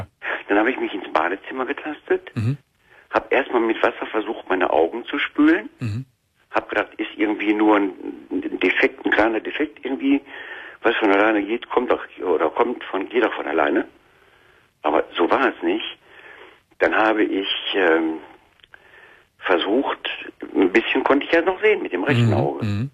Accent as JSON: {"language": "German", "region": "North Rhine-Westphalia", "country": "Germany", "tie": "born or raised there", "said": "Ich lebe jetzt in Nordrhein-Westfalen, meiner Heimatstadt."}